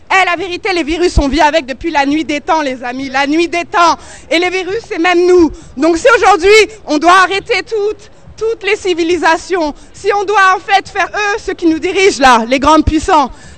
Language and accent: French; France; bonjour. Je suis française, mes parents étaient immigrés, donc capverdien, portugais, italien. Je suis donc issue de la deuxième génération.